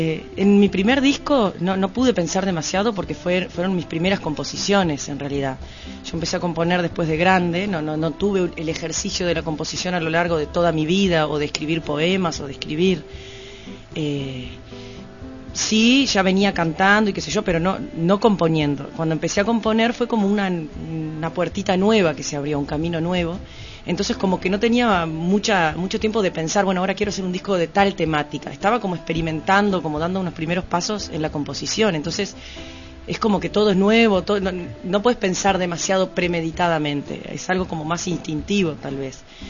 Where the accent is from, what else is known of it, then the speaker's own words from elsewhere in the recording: Paysandú, Uruguay; yo nací en Paysandú, me crié mucho tiempo campo. En el campo mismo